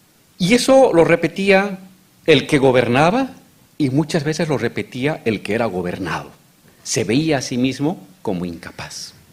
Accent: Bolivia; Hace 20 años, en mi país, Bolivia

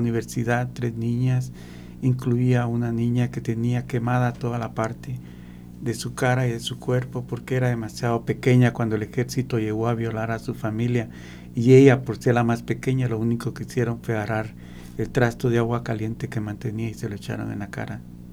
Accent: Petén, Guatemala; Yo emigré a Guatemala, a la ciudad capital, a principios de los 70, especialmente para estudiar.

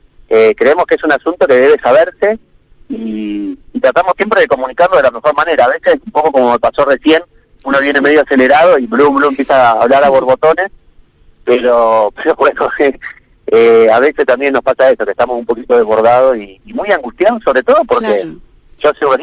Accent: Río Negro, Argentina; el Golfo San Matías, que es de donde yo soy, digamos, yo vivo acá en Las Grutas, frente al mar

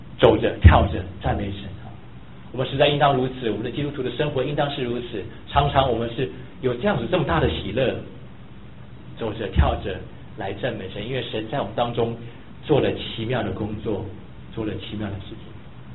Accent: Taiwan; 我从台湾来的时候

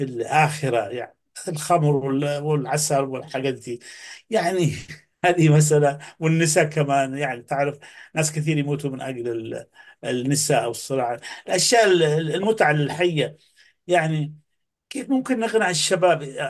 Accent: Yemen; انا طبعا من اليمن واعرف ماذا تعني هذه المحاضره

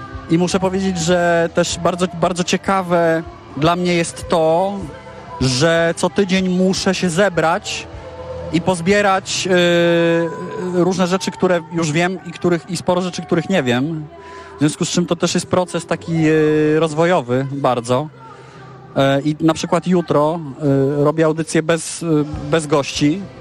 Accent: Warsaw, Masovian Voivodeship, Poland; Mokotów. Jestem z Mokotowa, urodziłem się tam, całe życie tam mieszkam. Moja Warszawa to jest w moim przypadku bardzo pojemne hasło, pierwsze skojarzenie to Mokotów, zdecydowanie.

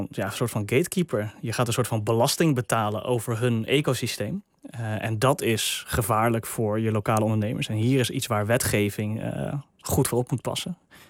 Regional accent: Netherlands; ook al zijn we als Nederlanders redelijk eigenzinnig en willen het zelf uitzoeken

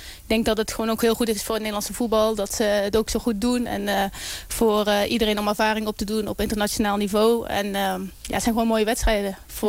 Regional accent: Netherlands; ik als Nederlander, dat ik zie dat er zoveel talent aan komt

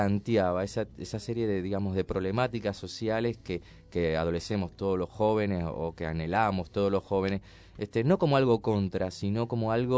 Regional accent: Cuba; now in Argentina; Así que, bueno, prefiero y aparte me enorgullece mucho de, digamos, mi nacionalidad y... Así que estoy re contento de que me digan … aparte ya estoy tan acostumbrado que escucho … ya enseguida miro.

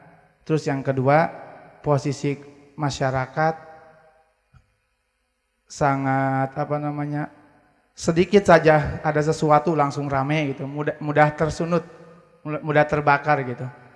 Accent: Sumedang, West Java, Indonesia; saya dari Sumedang. … dari Sumedang.

